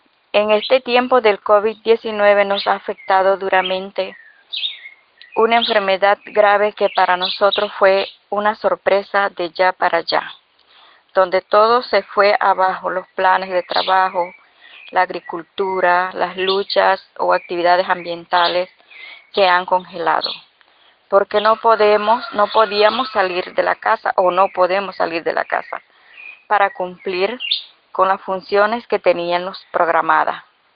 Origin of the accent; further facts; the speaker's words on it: Los Mendoza, Veraguas, Panama; soy de Los Mendoza, Distrito de San Francisco, provincia de Veraguas, República de Panamá.